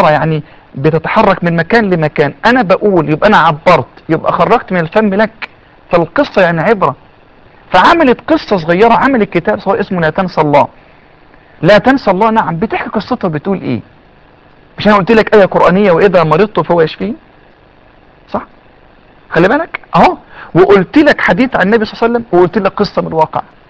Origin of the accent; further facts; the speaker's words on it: Egypt; ان شاء الله الاطباء عندنا في مصر هيقدروا يحافظوا على الثدي